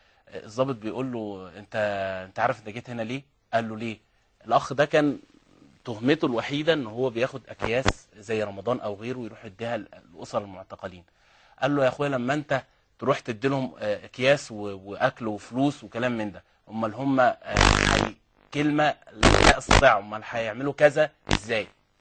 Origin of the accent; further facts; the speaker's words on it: Alexandria, Alexandria Governorate, Egypt; الفراعنة عندنا في اسكندرية